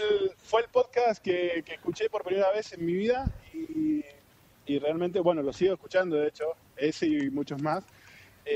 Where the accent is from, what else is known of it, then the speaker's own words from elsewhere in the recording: Argentina; identificarnos como argentinos primero